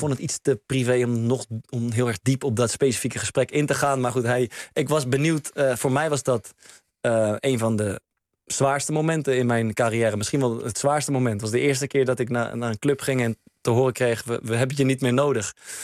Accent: Netherlands; We houden daar ook van als Nederlanders.

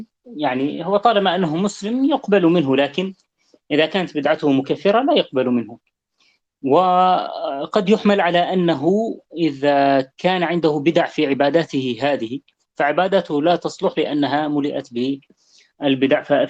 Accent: Syria; نحن عندنا في سوريا من لباسنا

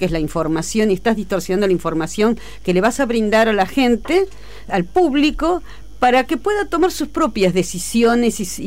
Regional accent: Buenos Aires, Argentina; born there; No, en Buenos Aires.

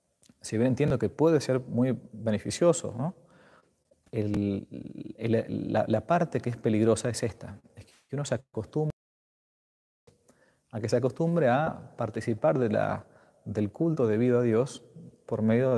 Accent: Argentina; Ahora que en mi país poco a poco se va ablandando la cosa, todavía los templos en Argentina no están abiertos para la misa pública

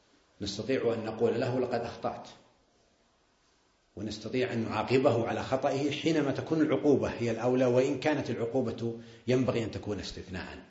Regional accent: Saudi Arabia; عندنا في السعودية يقولون بزر، وعندكم يقولون عيل، وإخواننا في الخليج يقولون جاهل

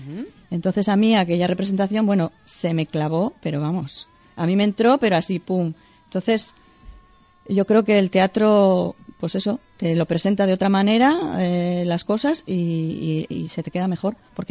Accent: Torrelavega, Cantabria, Spain; also born or lived in Santander; Nací en Santander. Lo que pasa es que yo, a los 4 días me trajeron para acá.

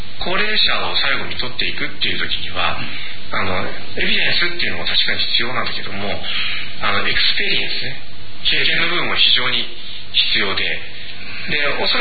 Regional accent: Tokyo, Japan; 僕は東京で育ちながら宮古島のことをよく知ってて、で向こうに帰るとああだけど東京に行くとこうっていうんで

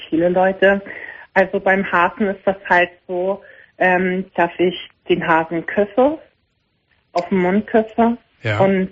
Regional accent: Austria; Wir fangen an, der Schweiz, ich bin aus Österreich.

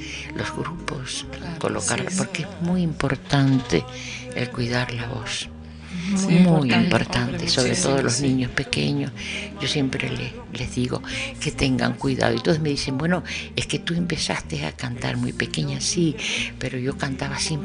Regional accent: Canary Islands, Spain; ella del Sahara y yo de mi tierra, de mis islas

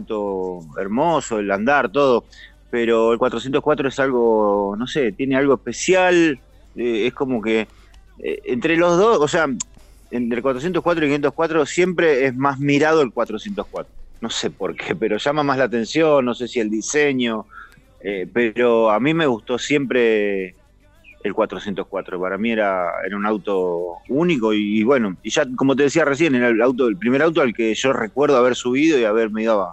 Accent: Martín Coronado, Buenos Aires Province, Argentina; Yo me crié en la zona oeste, cerca del Palomar, un pueblo que se llama Martín Coronado.

